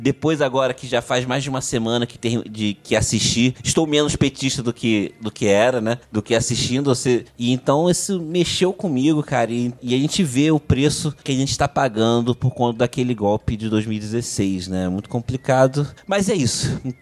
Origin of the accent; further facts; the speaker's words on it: Rio de Janeiro, Brazil; now in Niterói, Brazil; Eu sou do Rio de Janeiro, moro em Niterói, uma cidade do lado do Rio de Janeiro, mas apesar de ter uma cidade de ter pouco menos de 500 mil habitantes, ela tem um comportamento de cidade grande, né?